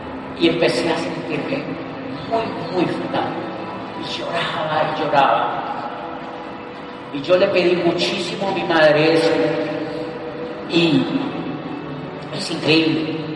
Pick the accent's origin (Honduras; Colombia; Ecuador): Colombia; yo soy un estudiante de doctorado, soy colombiano, yo quiero hacer ese negocio.